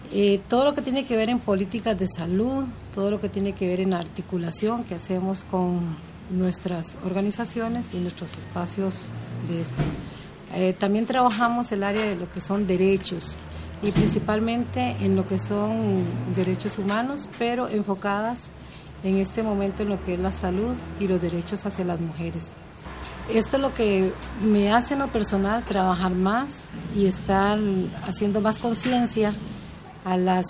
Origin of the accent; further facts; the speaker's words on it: Costa Rica; a la misma mesa en mi país, en Costa Rica